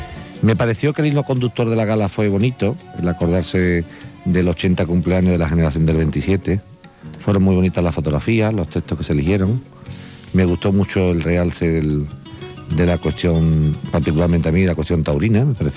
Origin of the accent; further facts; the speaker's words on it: Andalusia, Spain; Yo, como andaluz, pues me satisface mucho